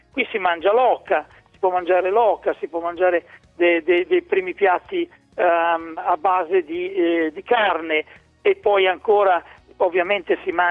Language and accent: Italian; Emilia-Romagna, Italy; Sono romagnolo, ma purtroppo non sono un grande ballerino di liscio.